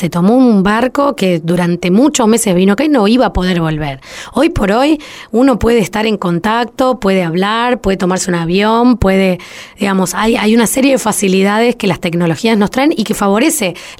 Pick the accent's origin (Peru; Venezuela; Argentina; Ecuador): Argentina; Buenos Aires; siempre me presento como una porteña avergonzada, de nuestra soberbia, de nuestra ignorancia, incluso con nuestro propio país.